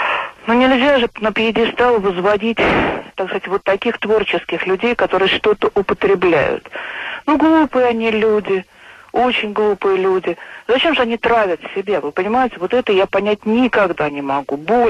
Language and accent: Russian; Moscow, Russia; я из Москвы.